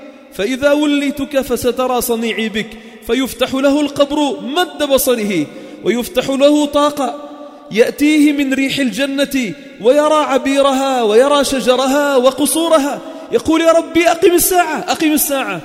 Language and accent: Arabic; Sidon, South Governorate, Lebanon; حدثوني فيها كبار السن عندنا بصيدا